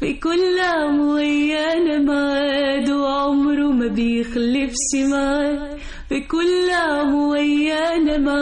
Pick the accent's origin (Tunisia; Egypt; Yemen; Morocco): Egypt; Alexandria, Alexandria Governorate; now in Cairo, Egypt; أنا أول نشأت تعلمت في اسكندرية، بحر اسكندرية هو اللي خلاني بقيت في المكان اللي أنا فيه دلوقتي ده.